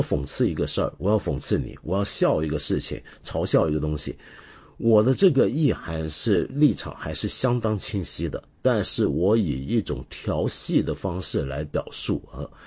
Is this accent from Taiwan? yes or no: yes; Taiwan; 原来我小时候在台湾啊，当时我们念五车是会被纠正的